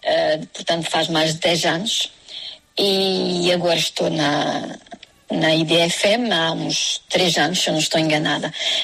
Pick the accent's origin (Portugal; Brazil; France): France; uma coisa é que eu morei numa aldeia, cá na França, onde não havia escola portuguesa. Portanto, o meu português foi sempre porque meus pais me obrigaram a falar o português e ensinaram-me a escrever como eles sabiam.